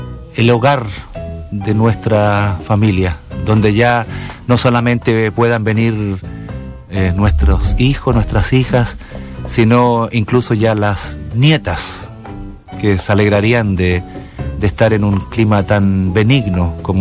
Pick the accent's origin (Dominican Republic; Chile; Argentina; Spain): Chile; Casablanca, Valparaíso; born there; y por eso nací en Casablanca. Gran parte de mi familia son de Valparaíso, primer puerto de Chile.